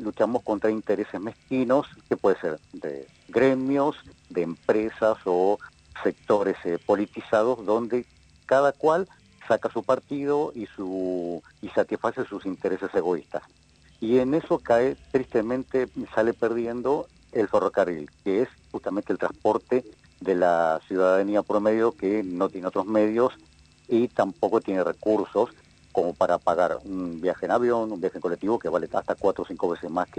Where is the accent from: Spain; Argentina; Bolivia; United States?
Argentina; Punta Alta, Buenos Aires Province; also born or lived in Rosario; now in Bahía Blanca, Argentina; yo soy rosarino, uh-huh. Pero me crié en Punta Alta, porque sí. A mi papá lo trasladaron por el ferrocarril a Punta Alta. Y después ya hace más de 30 años que estoy viviendo en Bahía Blanca